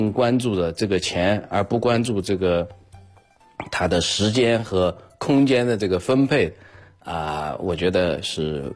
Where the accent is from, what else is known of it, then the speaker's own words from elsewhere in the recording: China; 我们学到的科学知识都是西方人的，绝大部分是西方人的，我们中国人的贡献应该说非常少的。